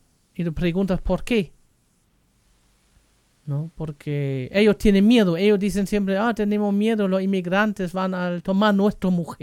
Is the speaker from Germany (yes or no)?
yes; Germany; también de Alemania, porque soy alemán y claro, vas a ver noticias en alemán o leyendo